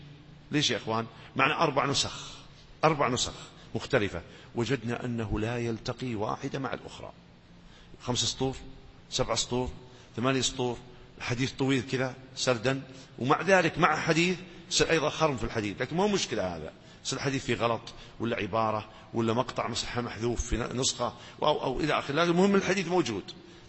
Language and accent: Arabic; Najd, Saudi Arabia; السلامة كثير عندنا في نجد